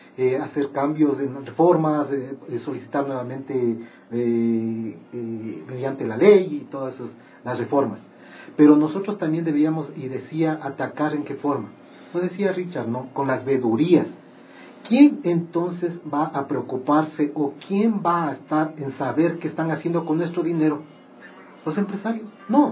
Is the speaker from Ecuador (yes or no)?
yes; Ecuador; como buenos ecuatorianos que somos